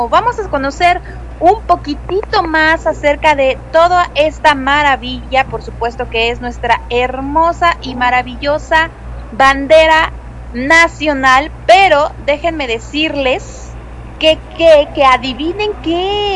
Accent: Mexico; Yo no sé si es porque soy mexicana, pero me encanta nuestra bandera

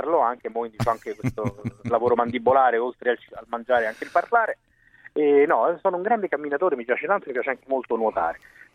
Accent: Rome, Lazio, Italy; No, allora io vengo da Roma.

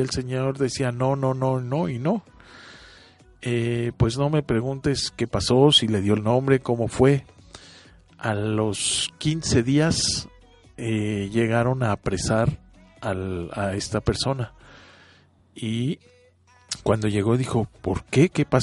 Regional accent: Mexico; bueno, en México a lo mejor tenemos esa conciencia.

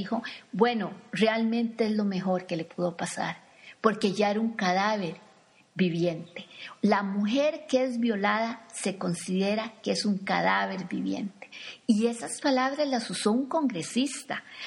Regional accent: Costa Rica; tal vez para nosotros como costarricenses decimos

